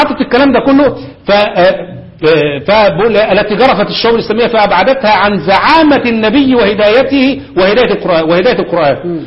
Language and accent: Arabic; Egypt; انا واثق جدا جدا ان المخابرات عندنا في مصر